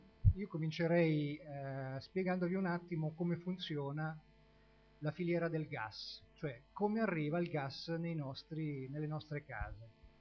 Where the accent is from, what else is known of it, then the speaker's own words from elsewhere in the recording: Porto Recanati, Marche, Italy; now in Senigallia, Italy; io oltre ad abitare a Senigallia sono originario di Porto Recanati